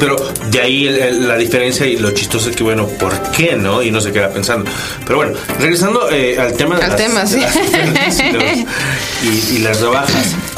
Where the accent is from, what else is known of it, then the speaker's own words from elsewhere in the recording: Tabasco, Mexico; now in Mexico City, Mexico; nosotros somos de Tabasco, vino al DF a comprarse un auto porque acá sale más barato.